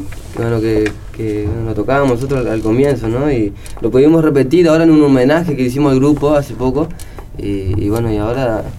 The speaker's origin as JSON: {"language": "Spanish", "town": "Campo Viera", "region": "Misiones", "country": "Argentina", "said": "nosotros venimos de Campo Viera, Misiones, que es la zona centro de Misiones, que está a 20 kilómetros de Oberá"}